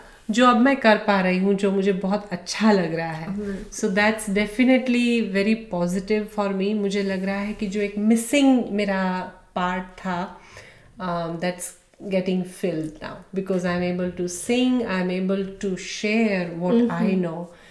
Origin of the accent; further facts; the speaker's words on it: Rajkot, Gujarat, India; वो इंडिया में ही है, राजकोट में ही है जहाँ मैं पली बड़ी हूँ.